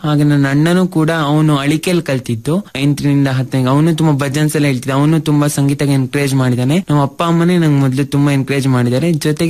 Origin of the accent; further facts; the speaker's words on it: Thirthahalli, Karnataka, India; ನಾನು ಮೂಲತಃ ಶಿವಮೊಗ್ಗ ಜಿಲ್ಲೆಯ ತೀರ್ಥಹಳ್ಳಿಯವನು. ನಾನು ಪ್ರೈಮರಿ ಓದಿದ್ದು ಆರಾಧನಾ ಶಾಲೆ ತೀರ್ಥಹಳ್ಳಿಯಲ್ಲಿ, ಒಂದರಿಂದ ಏಳನೇ ಕ್ಲಾಸ್ ತನಕ